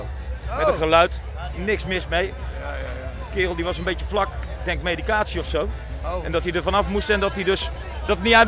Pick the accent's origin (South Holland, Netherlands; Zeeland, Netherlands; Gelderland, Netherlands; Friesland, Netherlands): Gelderland, Netherlands; Wij komen uit de buurt van Nijmegen.